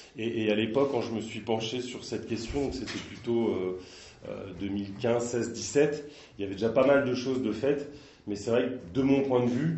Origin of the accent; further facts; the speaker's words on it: Nantes, Pays de la Loire, France; parce que moi je suis de Nantes et j'ai tourné un petit peu plus ailleurs